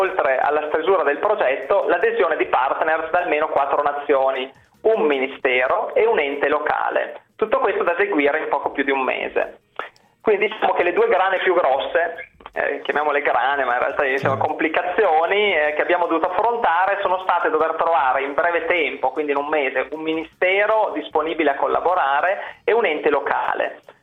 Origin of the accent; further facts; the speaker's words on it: Emilia-Romagna, Italy; accent: Emilian; visto che abbiamo radici emiliane, come si sente probabilmente anche dal mio accento